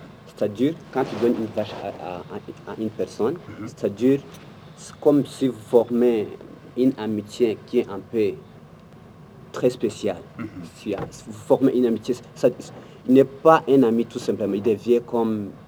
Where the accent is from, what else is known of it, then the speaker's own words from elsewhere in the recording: DR Congo; first language Kinyamulenge; French is a second language; comme moi je suis de la Congolais qui parle de langue Kinyamlenga, c'est du Rwanda